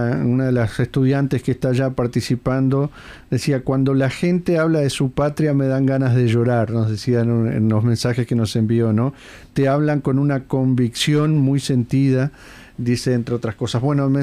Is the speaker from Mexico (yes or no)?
no; Uruguay; Eso lo decimos nosotros como uruguayos